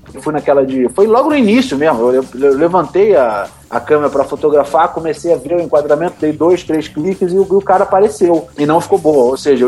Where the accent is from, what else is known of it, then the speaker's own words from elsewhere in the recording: Brazil; Eu falei, parceiro, eu não sou italiano, eu sou do Brasil.